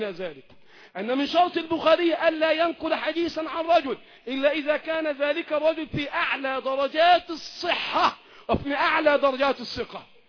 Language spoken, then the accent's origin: Arabic; Egypt; بلدنا مصر